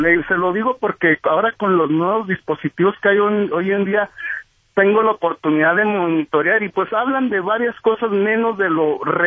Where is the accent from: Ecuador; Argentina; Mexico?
Mexico; Chihuahua; especialmente en mi tierra, allá en Chihuahua